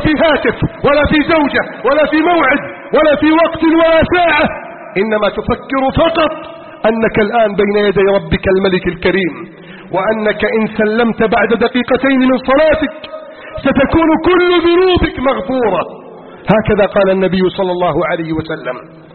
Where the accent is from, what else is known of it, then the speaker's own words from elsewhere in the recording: Egypt; واجعل بلدنا مصر آمنا مطمئنا وسائر بلاد المسلمين.